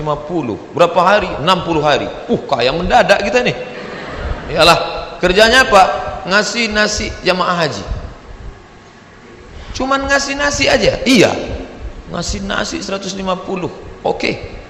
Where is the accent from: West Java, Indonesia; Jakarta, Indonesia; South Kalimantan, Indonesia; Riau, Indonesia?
Riau, Indonesia; Asal dari mana? Riau.